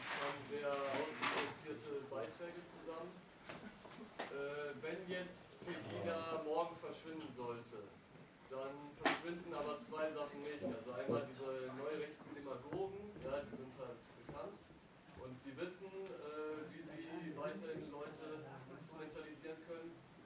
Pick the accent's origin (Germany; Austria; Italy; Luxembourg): Italy; also ich als Italiener habe ich halt immer den Vergleich mit Italien gemacht.